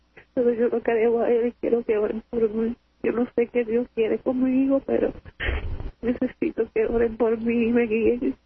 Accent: Camuy, Puerto Rico; De Camuy.

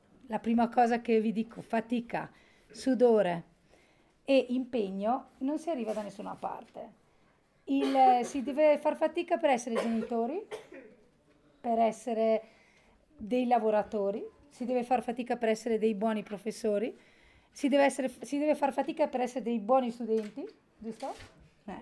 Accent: Folgaria, Trentino-Alto Adige, Italy; abito a Folgaria da sempre, sono nata a Folgaria

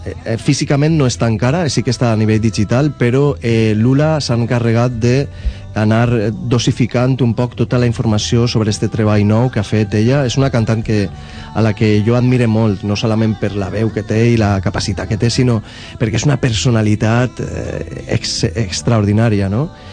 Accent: Valencian Community, Spain; si te n'adones, pràcticament tots som valencians

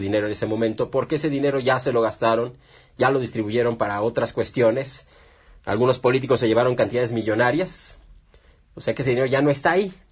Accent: Mexico; que son nuestras principales fuentes de ingresos como mexicanos

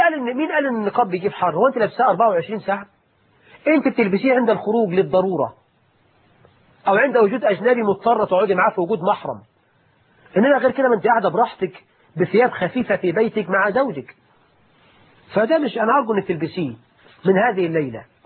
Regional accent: Egypt; اللهم اجعل بلدنا مصر آمنة مطمئنة

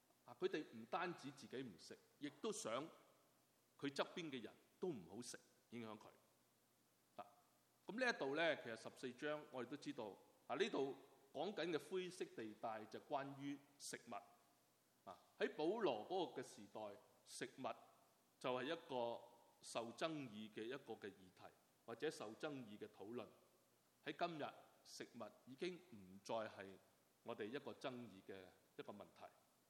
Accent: China; 我们中国人更加是不会浪费，不会浪费。

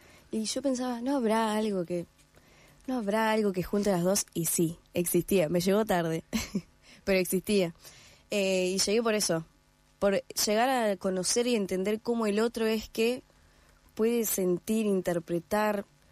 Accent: Gualeguaychú, Entre Ríos, Argentina; yo soy de Entre Ríos, de Gualeguaychú, y no hay profesores de violín acá.

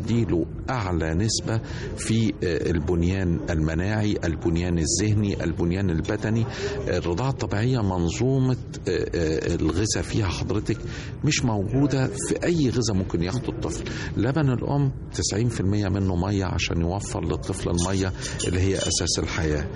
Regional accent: Egypt; عمالة تتقلص عندنا في مصر

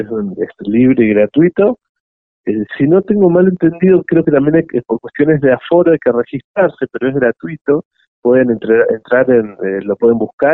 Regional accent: Bariloche, Río Negro, Argentina; born or raised there

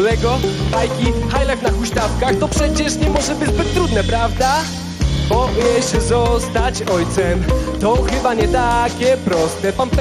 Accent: Katowice, Silesian Voivodeship, Poland; now in Kraków, Poland; Przyjechałem z Krakowa, z Nowej Huty. Chociaż pochodzę z Katowic, tak de facto.

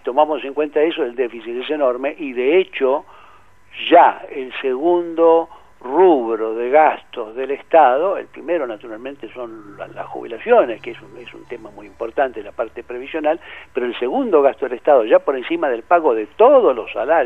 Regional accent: Argentina; el resto de los argentinos, los que no somos acreedores del Estado

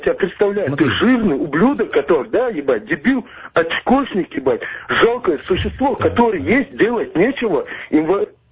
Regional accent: Chechnya, Russia; Я чеченец.

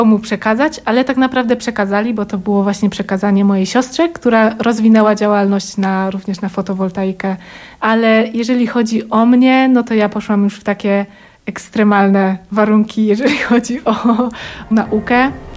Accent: Oświęcim, Lesser Poland, Poland; born there; Jestem urodzona w Oświęcimiu.

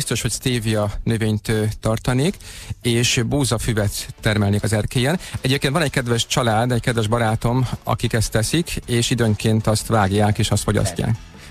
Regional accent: Budapest, Hungary; én a Havanna lakótelepen nőttem föl, ott töltöttem az életem első 20 esztendejét, úgyhogy elég sokan vagyunk így lőrinciek

